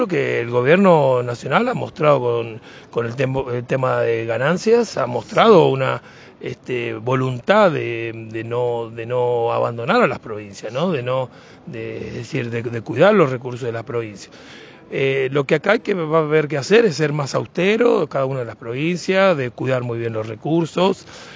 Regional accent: Argentina; nos tenemos que mirar como hermanos que somos todos los argentinos

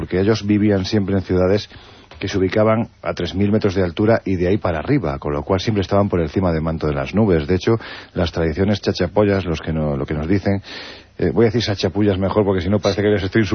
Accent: Jaén, Andalusia, Spain; me gusta mucho Jaén, que es mi tierra

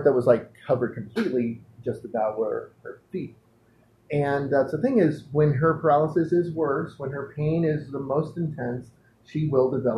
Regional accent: San Pedro, California, United States; Well, the thing is he grew up in my hometown, San Pedro, California.

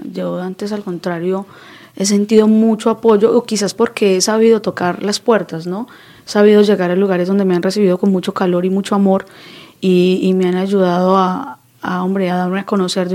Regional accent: Colombia; Yo entiendo que de pronto no podemos ir a Colombia porque realmente pues si yo amo mi vida

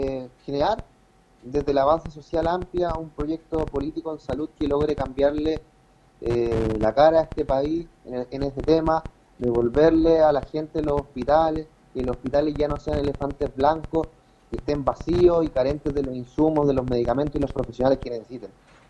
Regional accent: Chile; como sociedad chilena tenemos que ser capaces de levantar un proyecto político en salud

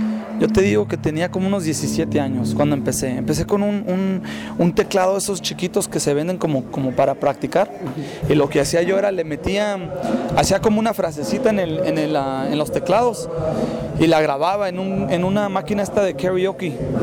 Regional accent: Los Angeles, California, United States; Bueno, venimos de California, de Los Ángeles, sí, de allá venimos.

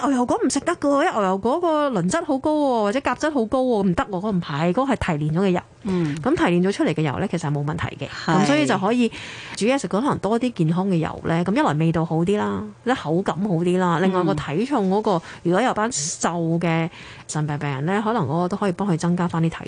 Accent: Hong Kong; 咁即係我哋傳統，我哋香港人有，譬如可能可以用多啲胡椒粉啊、醋啊、少量嘅糖啊

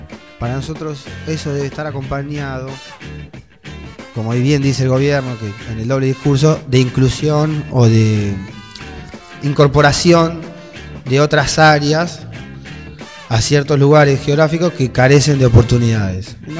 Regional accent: Argentina; porque yo me considero argentino también

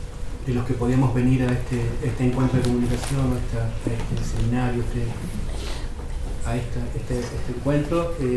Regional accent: Buenos Aires, Argentina; soy de Buenos Aires, vivo en Buenos Aires, pero me toca viajar bastante.

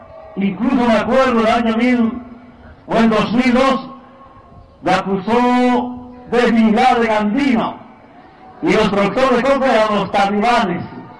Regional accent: Bolivia; Yo pensé que solamente en mi tierra, en mi país, en Bolivia

